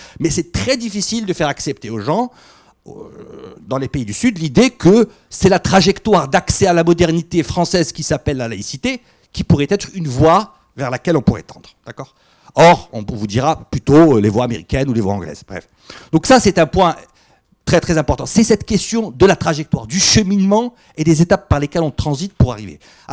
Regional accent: Morocco; Je suis de passage à Paris, je viens du Maroc.

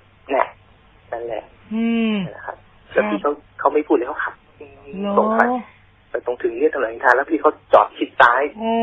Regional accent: Isan, Thailand; ผมแหละเขาก็พูดอีสานแหละ

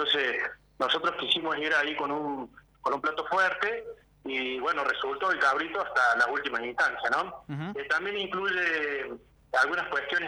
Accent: Tulumba, Córdoba, Argentina; now in Agua de Oro, Argentina; yo soy de Tulumba y vivo en Agua de Oro. Gracias a Dios vivo en un lugar tan lindo como Agua de Oro.

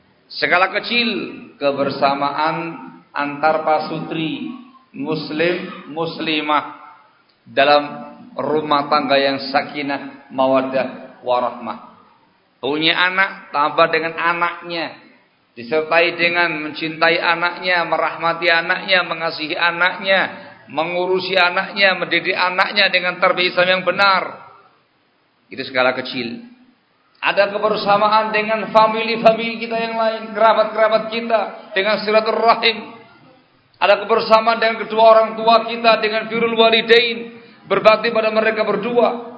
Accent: Java, Indonesia; Saya asli Jawa.

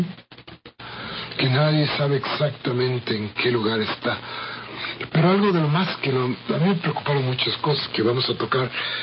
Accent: Mexico; esta idea a no pensar más como los mexicanos queremos

